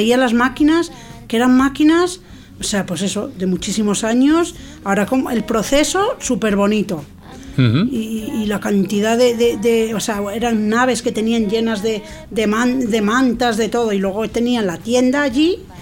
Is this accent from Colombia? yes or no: no; Castile and León, Spain; mi pueblo de la provincia de León está a 25 kilómetros